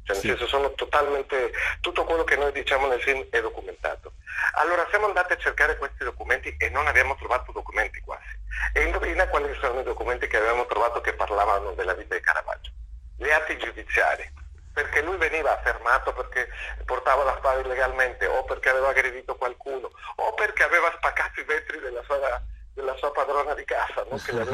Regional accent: Mexico; Italian is a second language; io sono messicano

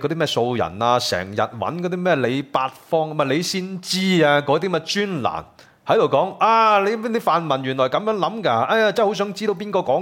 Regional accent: Hong Kong; 其實係不斷咁樣提醒我哋香港人要有嗰個警惕感

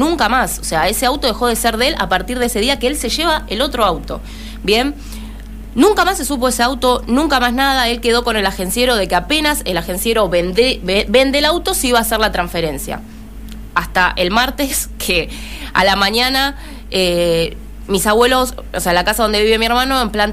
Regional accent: San Justo, Argentina; Nosotros somos de San Justo.

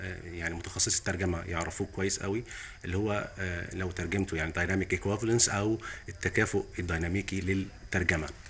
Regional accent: Egypt; الفتوه عندنا في مصر ايه؟ هل هو البلطجي؟

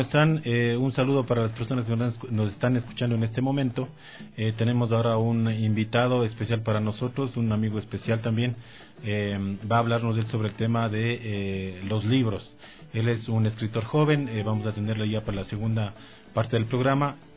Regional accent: Ecuador; Definitivamente a los ecuatorianos no nos gusta leer

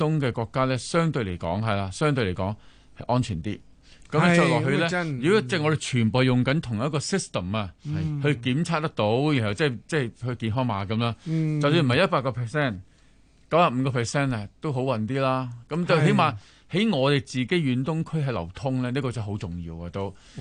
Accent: China; 因为我哋中国人会有 saving 啊，我哋有储蓄，能够挨得耐啲。

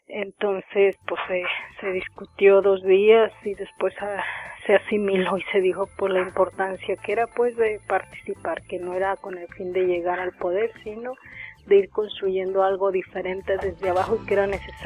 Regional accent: Mexico; la bandera como símbolo de que somos mexicanos, queremos seguir siendo mexicanos

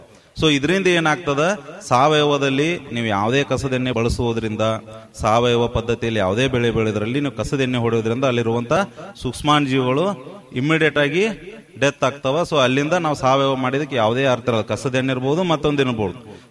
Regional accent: Managuli, Karnataka, India; ಸ್ವಂತ ಊರು ಇಲ್ಲೇ ಮಣಗುಳಿ.

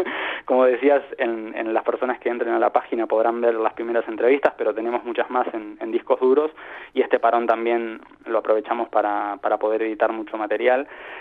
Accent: Uruguay; also born or lived in Valencia; now in Spain; Nosotros decimos que hemos hecho 3 emigraciones. La primera, cuando vinimos desde Uruguay, bueno, probablemente buscando nuestras raíces españolas.

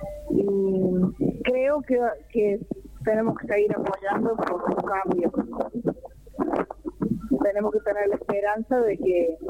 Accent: San Luis, Argentina; venimos de San Luis, que fue el encuentro del abuelazo anoche, y por eso estamos paseando acá, pero somos de la capital, San Luis.

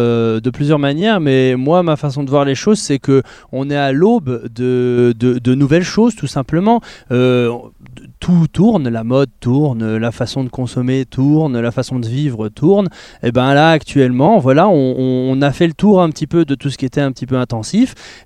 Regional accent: Saint-Dié-des-Vosges, Grand Est, France; on habitait à Saint-Dié, on est natif de Saint-Dié

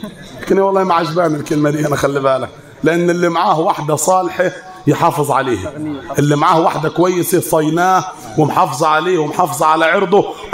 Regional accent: Upper Egypt, Egypt; كلام عندنا في الصعيد

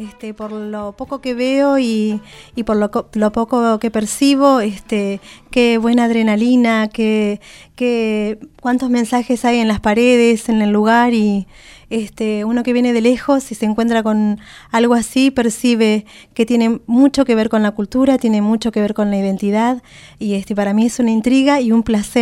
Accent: Esquel, Chubut, Argentina; Bueno, nosotros venimos de la provincia de Chubut, venimos de la cordillera, de la ciudad de Esquel.

